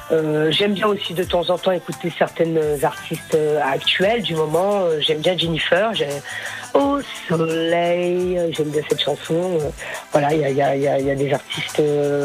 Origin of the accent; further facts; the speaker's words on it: Paris, Île-de-France, France; Je suis de Paris